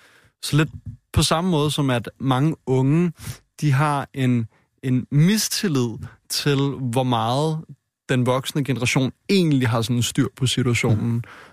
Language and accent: Danish; Frederiksberg, Capital Region, Denmark; jeg er født og opvokset i Danmark i en dansk kernefamilie på Frederiksberg med et par gode forældre